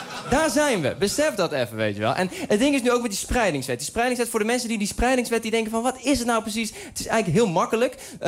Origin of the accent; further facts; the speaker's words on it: Uden, North Brabant, Netherlands; En het ding is, ik kom uit Uden.